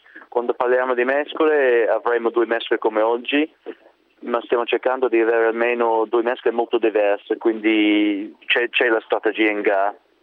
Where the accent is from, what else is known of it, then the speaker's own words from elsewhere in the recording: England, United Kingdom; Italian is a second language; Io sono inglese